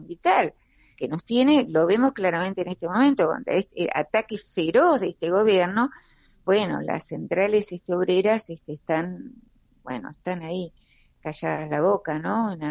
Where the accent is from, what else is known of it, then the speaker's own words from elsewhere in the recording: Ingeniero White, Buenos Aires Province, Argentina; Si lo vemos en mi pueblo de origen, Ingeniero Guay, un pueblo de ferroviarios y portuarios